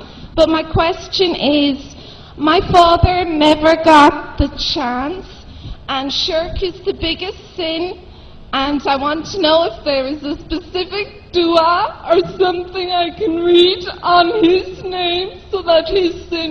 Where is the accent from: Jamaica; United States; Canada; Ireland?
Ireland; I'm from Ireland and a physical therapist by profession.